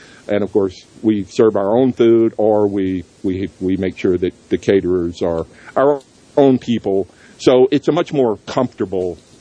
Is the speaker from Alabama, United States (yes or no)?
yes; Athens, Alabama, United States; I grew up in Athens, right outside Huntsville, Alabama, of course.